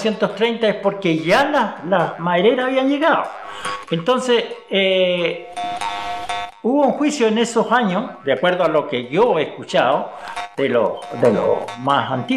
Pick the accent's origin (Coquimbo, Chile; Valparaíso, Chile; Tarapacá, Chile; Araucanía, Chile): Araucanía, Chile; Lumaco; born there; Yo estoy en Lumaco porque nací en Lumaco, en las tierras del abuelo por parte de mi mamá.